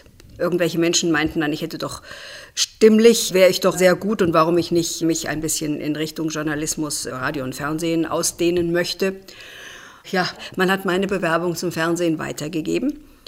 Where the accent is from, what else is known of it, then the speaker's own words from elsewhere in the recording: Biedenkopf, Hesse, Germany; also born or lived in Siegen; Aufgewachsen bin ich im Hessischen, in der Nähe von Marburg, also in Biedenkopf, eine kleine Stadt, wo ich auch zur Schule gegangen bin und wo ich eine sehr behütete und schöne Kindheit hatte.